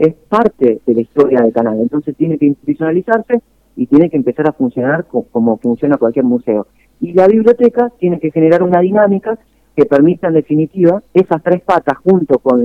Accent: Arias, Córdoba, Argentina; yo voy a Arias y no es para criticar a mi pueblo, porque yo lo amo a mi pueblo

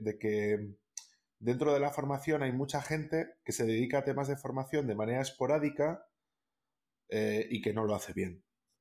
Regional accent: Castile and León, Spain; en el caso de Castilla y León, por ejemplo, que es de donde yo soy

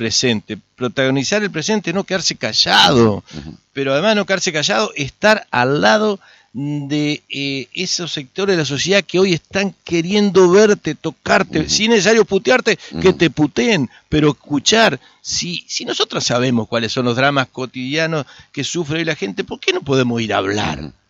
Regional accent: Arroyo Barú, Entre Ríos, Argentina; Yo ayer estuve en mi pueblo, Arroyo Barú. Nací en el hospital, en ese hospital donde nací, estuve en la escuela donde viví hasta los 5 años, estuve en la estación de ferrocarril donde viví hasta los 18 años. Yo tengo un origen, mis raíces están en este pueblo.

